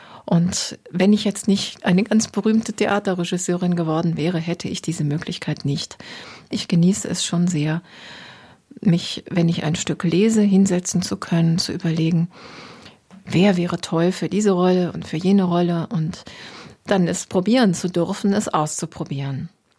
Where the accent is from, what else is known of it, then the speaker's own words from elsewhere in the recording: Osnabrück, Lower Saxony, Germany; born there; moved away as an adult; also born or lived in Tübingen / Berlin; Ich bin geboren in Norddeutschland, in Osnabrück, bin dann zum Studium nach Tübingen gegangen, möglichst weit weg. Ich wollte was erleben, ein bisschen weg aus der norddeutschen Tiefebene, habe Philosophie und Germanistik studiert, bin dann nach 2 Jahren in die Großstadt nach Berlin